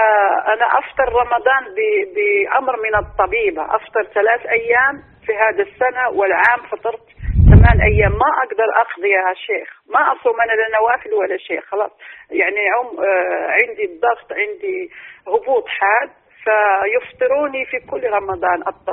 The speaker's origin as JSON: {"language": "Arabic", "country": "Morocco", "lives_now": "France", "said": "كنت مسافرة من فرنسا إلى بلدنا المغرب"}